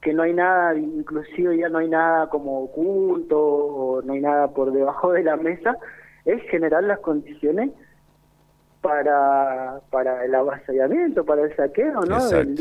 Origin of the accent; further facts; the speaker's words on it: Mendoza, Argentina; Siendo mendocino, digamos, estando viviendo acá, no somos ajenos de lo que sucede en la montaña.